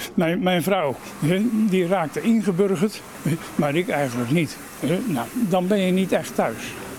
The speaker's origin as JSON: {"language": "Dutch", "town": "Rotterdam", "region": "South Holland", "country": "Netherlands", "moved": "yes", "said": "Ik ben hier ruim 50 jaar geleden ben ik hier als Rotterdammer gekomen."}